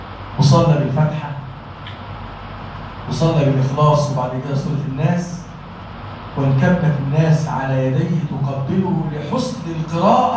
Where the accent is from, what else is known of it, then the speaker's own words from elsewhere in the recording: Egypt; اجعل بلدنا مصر بلدا آمنا وسائر بلاد المسلمين يا رب العالمين